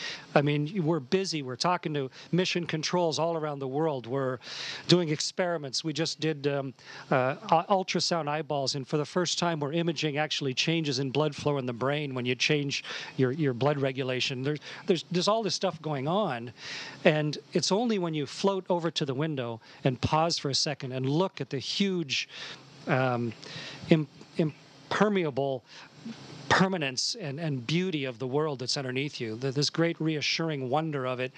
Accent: Canada; And I'm so delighted as a Canadian to be part of this.

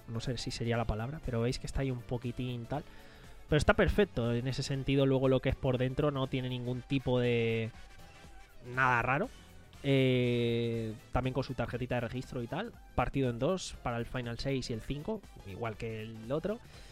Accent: Alicante, Valencian Community, Spain; mira, soy de Alicante

